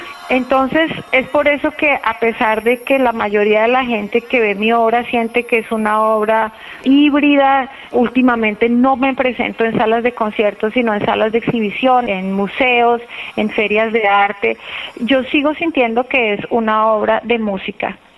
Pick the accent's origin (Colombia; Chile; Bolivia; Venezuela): Colombia; soy colombiana.